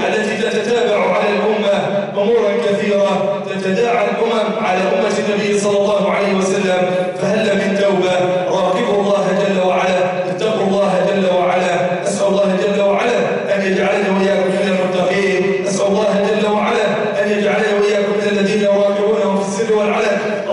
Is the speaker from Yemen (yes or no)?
no; Egypt; اللهم اجعل بلدنا مصر أمن الأمانة